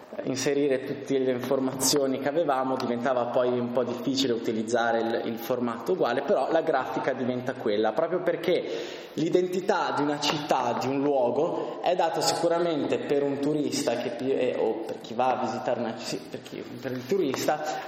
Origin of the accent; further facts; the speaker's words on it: Bolzano, Trentino-Alto Adige, Italy; credo che tutti proveniamo da Bolzano, quindi conosciamo la nostra città